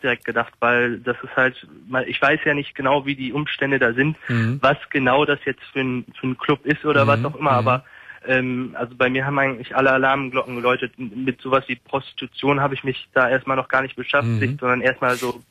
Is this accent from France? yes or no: no; Münster, North Rhine-Westphalia, Germany; Und wir kommen eigentlich aus Münster